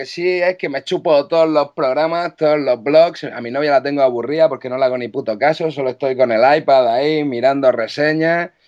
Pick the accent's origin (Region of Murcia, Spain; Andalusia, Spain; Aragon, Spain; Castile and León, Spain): Region of Murcia, Spain; Cartagena; now in Barcelona, Spain; soy de Cartagena, pero vivo en Barcelona actualmente.